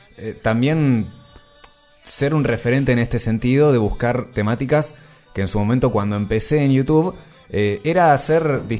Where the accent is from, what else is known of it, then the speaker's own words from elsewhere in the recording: San Martín, Argentina; Le cuento que yo soy de acá de San Martín.